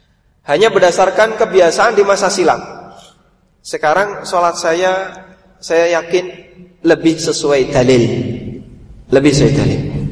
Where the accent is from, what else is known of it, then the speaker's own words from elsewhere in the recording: Paciran, East Java, Indonesia; Saya datang dari Lamongan, Lamongannya jauh dari kota, pelosok, desanya namanya Paciran.